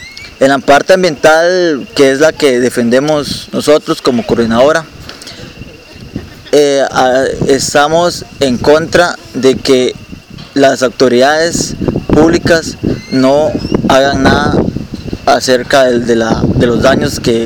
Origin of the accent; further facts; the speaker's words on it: Upala, Alajuela, Costa Rica; soy de Upala